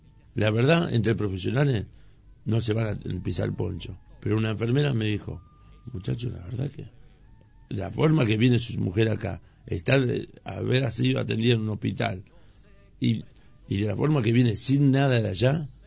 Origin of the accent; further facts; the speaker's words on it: Moreno, Buenos Aires Province, Argentina; Yo hace 40 años que vivo en Moreno. Prácticamente nací en Moreno. Mi viejo compró en el año 67 un terrenito acá.